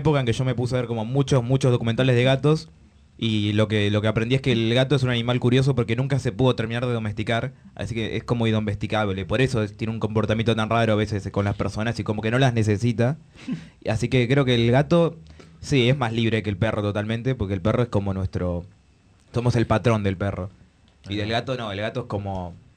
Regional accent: Mataderos, Buenos Aires, Argentina; Y me gusta decir que soy de Mataderos porque suena más hardcore.

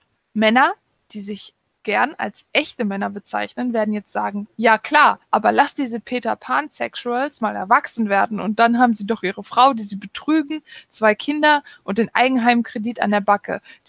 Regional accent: Russia; Ich komme aus Russland.

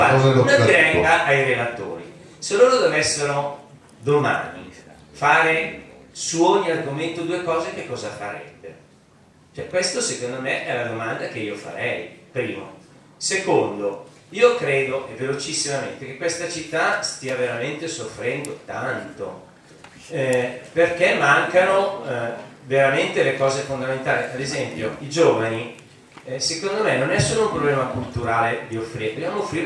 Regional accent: Oggiono, Lombardy, Italy; Io vengo dall'Oggione

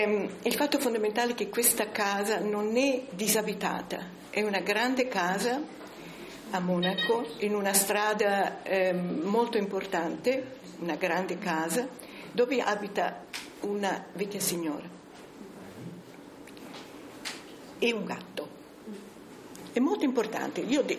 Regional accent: Sicily, Italy; born there; Siccome sono nata in Sicilia, sono siciliana, certo sono siciliana

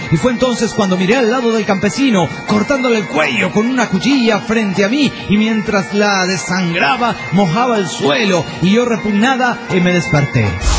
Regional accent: Villahermosa, Tabasco, Mexico; de Villahermosa, Tabasco, México.

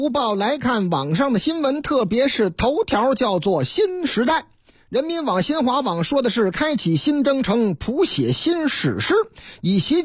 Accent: Shandong, China; 不光是天津啊，还有哪儿啊？要我老家山东啊

